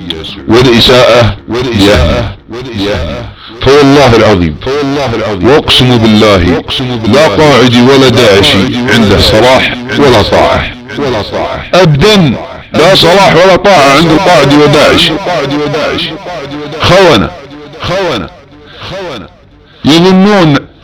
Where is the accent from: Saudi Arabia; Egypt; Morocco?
Saudi Arabia; يحب بلادنا المملكة العربية السعودية